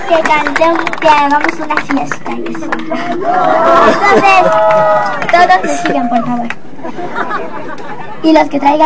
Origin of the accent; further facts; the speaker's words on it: Ciudad Juárez, Chihuahua, Mexico; born there; Yo sí nací en Ciudad Juárez, donde vive mucha gente que nació en otros lugares.